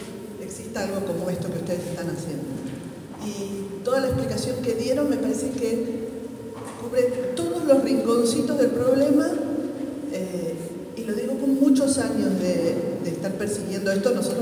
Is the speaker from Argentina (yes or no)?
yes; Argentina; now in Spain; Yo vengo de Argentina, llegué hace 2 días.